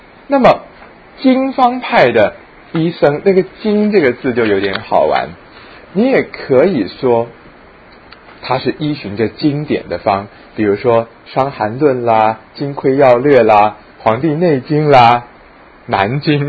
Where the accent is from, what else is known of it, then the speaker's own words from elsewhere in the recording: China; 这是日本人的说法，我们中国人称之为什么呢？